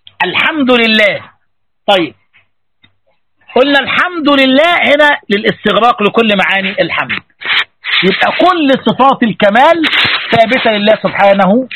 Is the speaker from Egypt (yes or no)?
yes; Egypt; زي بيقولوا عندنا في مصر